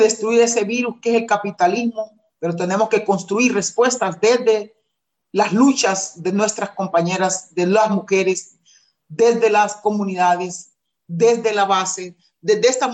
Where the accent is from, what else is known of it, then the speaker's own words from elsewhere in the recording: Honduras; Ese es un plan macabro para el tercer destierro del pueblo garífuna. Y tenemos que enfrentar eso, y las mujeres estamos enfrentándolo.